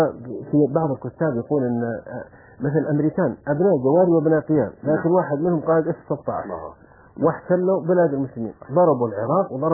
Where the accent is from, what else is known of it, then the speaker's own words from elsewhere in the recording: Saudi Arabia; لأنه قبل مثل الوحدة الوطنية مثل عندنا في السعودية كانت القبائل تتكاثر وكانت متناحرة